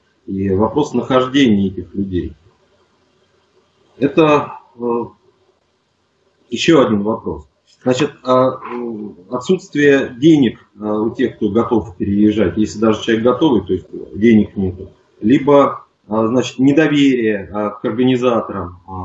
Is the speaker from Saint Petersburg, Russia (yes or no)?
no; Nizhny Novgorod, Nizhny Novgorod Oblast, Russia; я из Нижнего Новгорода, предприниматель.